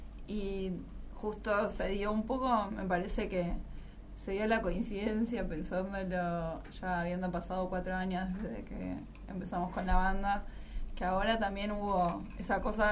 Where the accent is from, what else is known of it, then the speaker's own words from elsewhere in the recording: Buenos Aires, Argentina; born there; En realidad nací en un hospital en Recoleta.